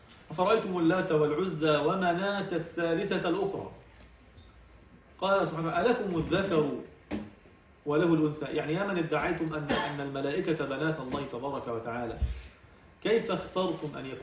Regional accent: Egypt; انا مصري يا زيكم يا جماعة

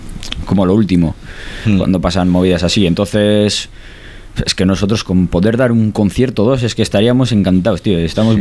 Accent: Arrigorriaga, Basque Country, Spain; o sea, yo qué sé, en mi pueblo, en fiestas de Arrigorriaga

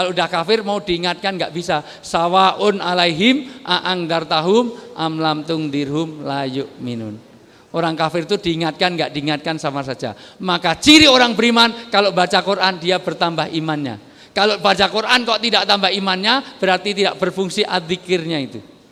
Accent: Java, Indonesia; Saya senang orang Jawa karena saya orang Jawa.

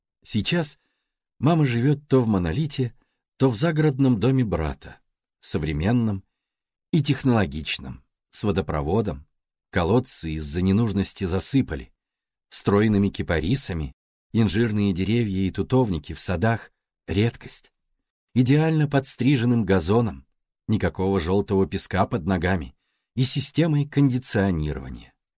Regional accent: Baku, Azerbaijan; moved away as an adult; Мне 39 лет. Я родился и вырос в Баку, в ветреном южном городе, на берегу Каспийского моря. И уже 18 лет живу в северном городе, где нет моря.

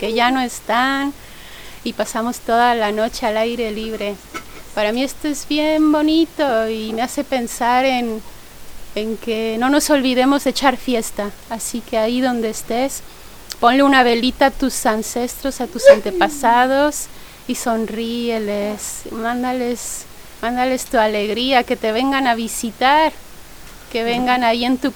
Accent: Mexico; a mí me gustaría decir que vengo de México y en México nosotros celebramos con fiesta.

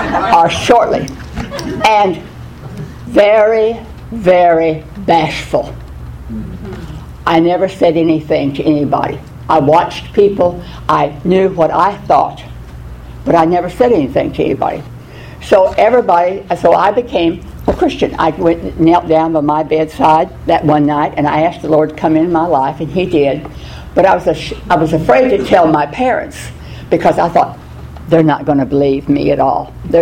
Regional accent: Oklahoma, United States; as most of you know me, and I was born in Oklahoma, out in the middle of nowhere. Wind blew 400 days out of the year

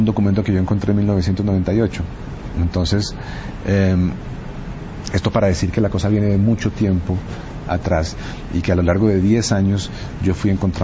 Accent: Colombia; una suerte de hilo conductor de la historia del siglo XX en mi país, que comenzaba a principios de siglo con un momento de heroísmo, con la guerra contra el Perú

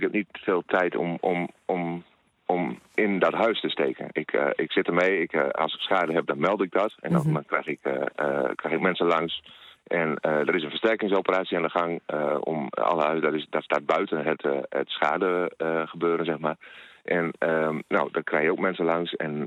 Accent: Overschild, Groningen, Netherlands; Het dorp waar ik opgegroeid ben, Overschild.

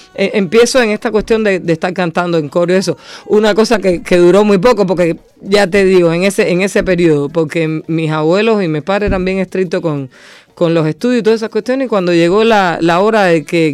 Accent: Cuba; Es lo que nos define como cubanos.

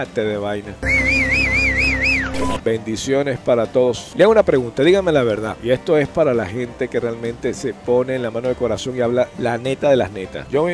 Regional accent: Venezuela; now in United States; tengo 27 años en Estados Unidos. Pienso yo más como americano, pienso más como venezolano. Como venezolano no pienso ni poquito. Tengo muchos años aquí

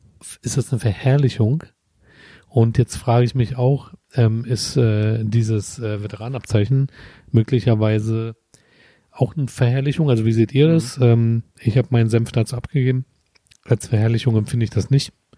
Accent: Berlin, Germany; Wir sind Berliner.

